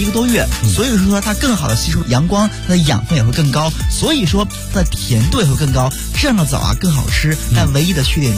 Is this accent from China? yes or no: yes; Xinjiang, China; 作为一个地道的新疆人